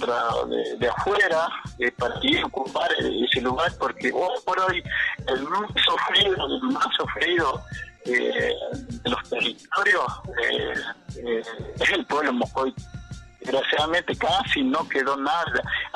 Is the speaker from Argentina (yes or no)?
yes; Argentina; Y así podemos entendernos, podemos como ciudadanos argentinos